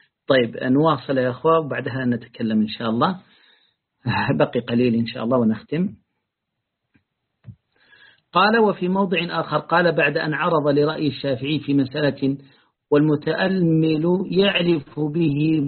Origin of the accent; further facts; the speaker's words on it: Yemen; في بلادي اليمن